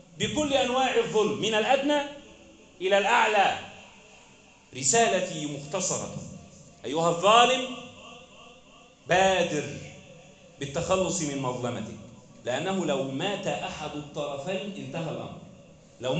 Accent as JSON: {"language": "Arabic", "country": "Egypt", "said": "بلدنا مصر"}